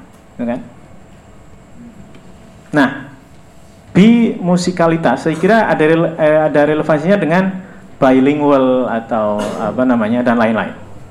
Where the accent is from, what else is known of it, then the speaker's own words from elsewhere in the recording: Banyumas, Central Java, Indonesia; first language Javanese Banyumas; Indonesian is a second language; Seperti saya ini orang Jawa dan Jawa Banyumas. Saya kalau mau ngomong apa saja, jauh di dalam diri saya ngomong pakai bahasa Jawa Banyumas.